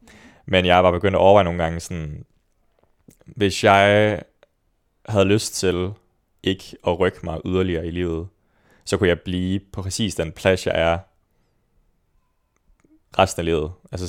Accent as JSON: {"language": "Danish", "town": "Svendborg", "region": "Region of Southern Denmark", "country": "Denmark", "tie": "born or raised there", "said": "Jeg er født og opvokset i Svendborg. I hvad jeg vil kalde den konservative kernefamilie."}